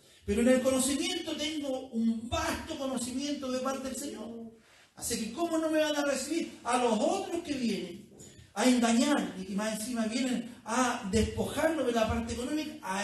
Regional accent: Chile; el problema somos los chilenos que siempre andamos con rodeos y buscando por aquí para no herir

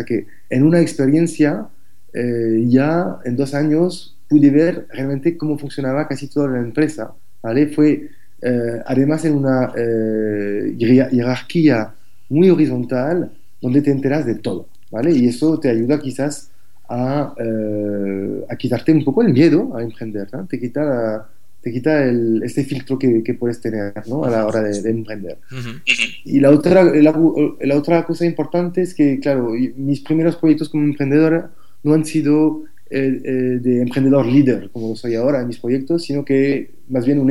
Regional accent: France; Spanish is a second language; now in Barcelona, Spain; yo soy, bueno, como se nota con mi acento, soy francés. Llevo más de 13 años trabajando aquí en Barcelona.

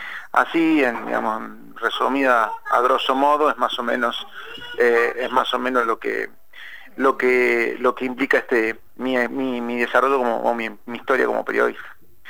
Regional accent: Alta Gracia, Córdoba, Argentina; como yo estudié en Córdoba, yo soy obviamente nacido en Altagracia, soy de Córdoba, estudié allí en la provincia de Córdoba, me recibí como periodista allí en Córdoba

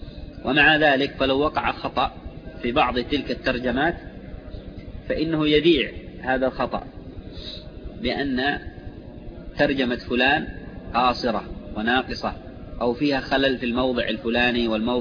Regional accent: Yemen; من لغات العرب الحميرية التي فيها فروع كلغات أهل المهرة عندنا في اليمن

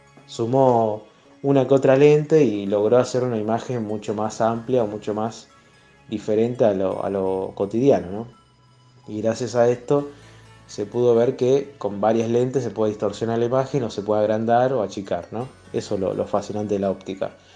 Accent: Rosario, Santa Fe, Argentina; de Rosario, en este caso seguimos con la columna de astronomía

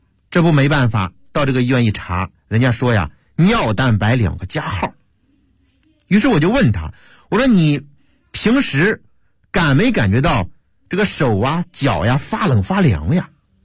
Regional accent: Hebei, China; 我赶紧说，我老家也是河北的。

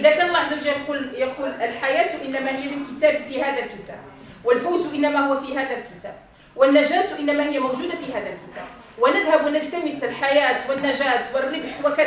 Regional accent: Morocco; وإنما يدعى القرآن في الليلة الأولى عندنا في المغرب

